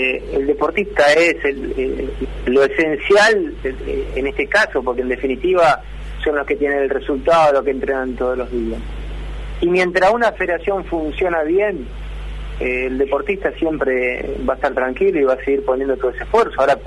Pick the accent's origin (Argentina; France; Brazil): Argentina; un equipo realmente que nos siga haciendo sentir orgulloso como argentino a la hora de competir